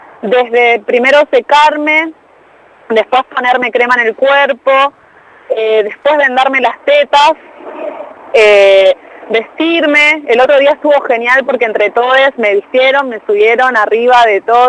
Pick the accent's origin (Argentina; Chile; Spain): Argentina; Moreno, Buenos Aires Province; now in Buenos Aires, Argentina; yo nací en Moreno, viví en Moreno, qué sé yo, ahora hace poquito estoy viviendo en Capital. Pero soy de Moreno, o sea, me tira al barrio